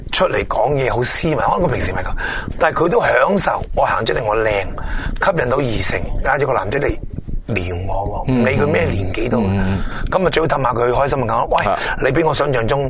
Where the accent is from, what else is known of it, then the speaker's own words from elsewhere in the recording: Guangdong, China; 我哋广东人啦，即系最叻噶啦